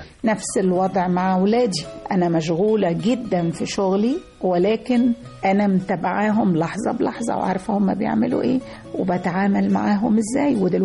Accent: Monufia Governorate, Egypt; إحنا من المنوفية، من كفر المصر.

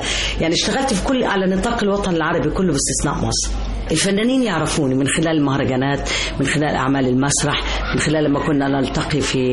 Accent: Jordan; now in Egypt; يعني احنا عندنا في الأردن في أول رئيس وزراء سوري من الشام

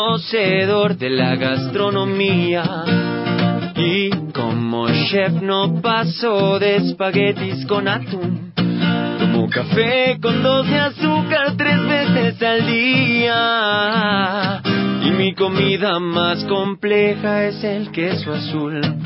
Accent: Bogotá, Colombia; Y ya regreso a mi tierra, Bogotá, a descansar unos días

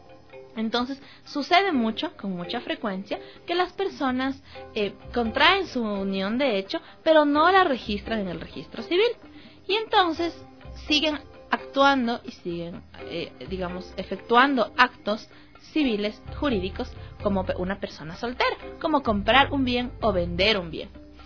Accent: Ecuador; nosotros como ciudadanos ecuatorianos vivimos en una sociedad muy machista, muy patriarcal, muy heteronormada

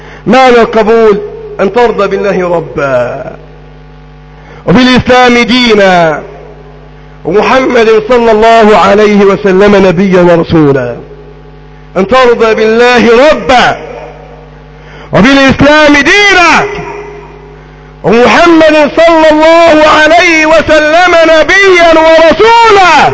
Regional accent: Egypt; اللهم احفظ بلدنا مصر

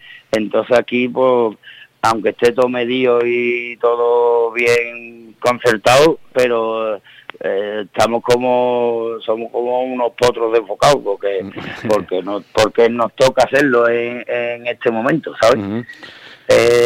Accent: Seville, Andalusia, Spain; claro, por nuestra procedencia, somos de Sevilla, entonces hemos tocado con mucha gente que, bueno, que no tiene nada que ver con el rock.

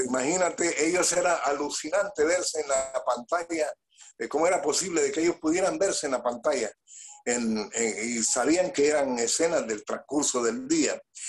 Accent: Choluteca, Honduras; born there; porque hay en Choluteca hace un calor tremendo, la gente se sintió muy bien en ese clima de mi ciudad natal.

